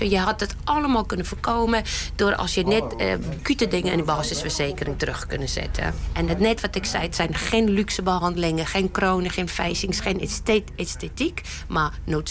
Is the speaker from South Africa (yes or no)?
yes; South Africa; Dutch is a second language; moved away as an adult; now in Netherlands; Ja, ik kom zelf uit Zuid-Afrika. Daar heb ik mijn opleiding gedaan.